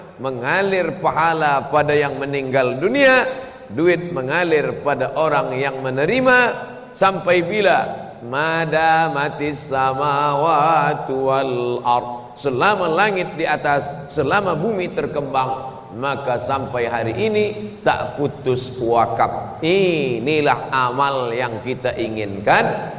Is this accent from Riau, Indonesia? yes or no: yes; Riau, Indonesia; Riau, kampung halaman saya